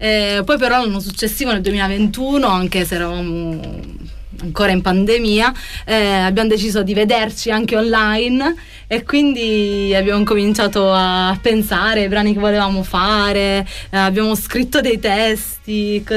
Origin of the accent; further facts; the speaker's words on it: Apulia, Italy; avevo diretto un coro nel mio paese in Puglia di giovani ragazzi per qualche anno